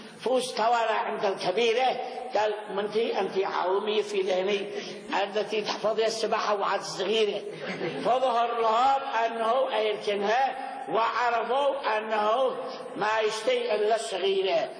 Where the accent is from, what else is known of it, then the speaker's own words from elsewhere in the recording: Yemen; وأما عندنا في اليمن فمعنى شيء ثاني، يتحيل بالورث.